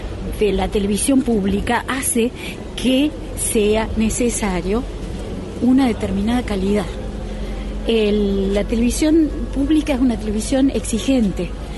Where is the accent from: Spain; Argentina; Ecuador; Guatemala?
Argentina; Córdoba; also born or lived in United States; yo soy de Córdoba